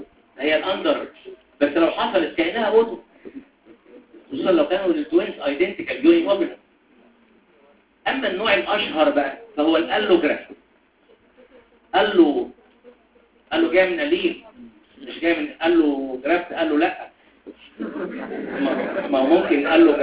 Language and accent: Arabic; Upper Egypt, Egypt; انا صعيدي على فكره عشان كده بقولها بقلبي